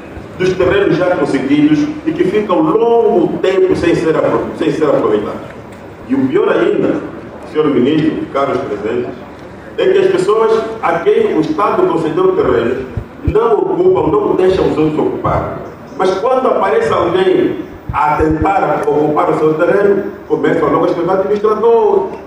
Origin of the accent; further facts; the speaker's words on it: Kisama, Luanda, Angola; eu que sou natural da Kisama, serei capaz de dizer, olha, isso tudo era do meu avô